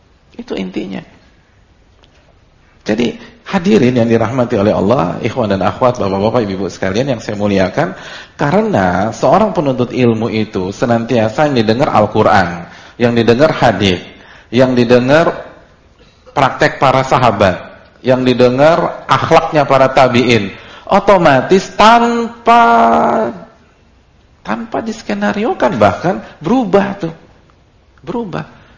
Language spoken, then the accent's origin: Indonesian; Jakarta, Indonesia; Saya dari kecil sampai SMA itu di Jakarta, omongannya logo-logua. Habis itu pondok 2 tahun, terus setelah itu 5 tahun lagi.